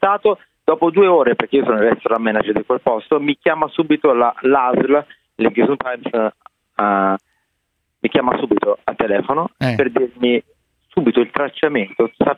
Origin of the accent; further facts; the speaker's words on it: Milan, Lombardy, Italy; perché io sono anche milanese